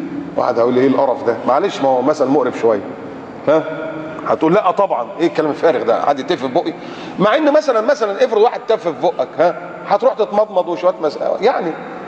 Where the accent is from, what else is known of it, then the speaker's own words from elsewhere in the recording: Egypt; المجرم السافل الممثل اللي عندنا في مصر ده اللي عمال يسخر من الاسلام ومن المسلمين